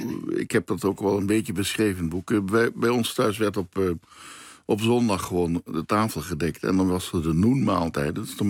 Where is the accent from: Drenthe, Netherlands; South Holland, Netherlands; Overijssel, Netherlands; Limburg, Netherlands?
Limburg, Netherlands; now in Amsterdam, Netherlands; Ik kom uit Limburg, daar zeggen ze Demant. Toen ik in Amsterdam kwam, al bijna weer 40 jaar geleden